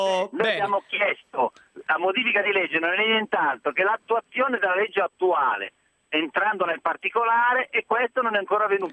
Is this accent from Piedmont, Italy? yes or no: no; Milan, Lombardy, Italy; io sono di Milano